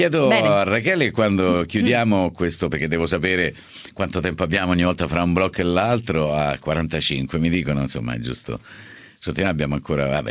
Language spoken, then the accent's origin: Italian; Rome, Lazio, Italy; Io lo chiamo Er perché so di Roma, per cui è Er